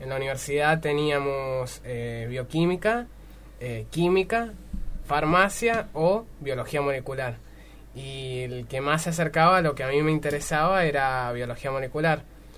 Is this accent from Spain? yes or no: no; San Luis, Argentina; Yo estudié, bueno, yo soy de San Luis. Y en San Luis estudié la licenciatura en biología molecular